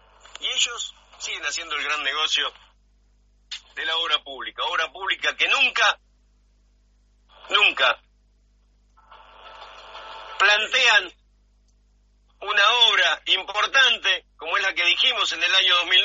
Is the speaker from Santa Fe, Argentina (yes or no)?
no; Alberti, Buenos Aires Province, Argentina; Muchísima gente de mi pueblo, Alberti, en la provincia de Buenos Aires, a 190 kilómetros de la capital federal.